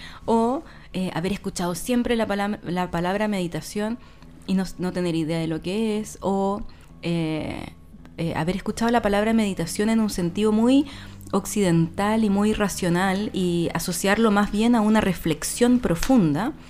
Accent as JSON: {"language": "Spanish", "town": "Santiago", "region": "Santiago Metropolitan Region", "country": "Chile", "lives_now": "Chiloé, Chile", "said": "Nosotras dos somos de Santiago y vivimos en Chiloé hace varios años ya"}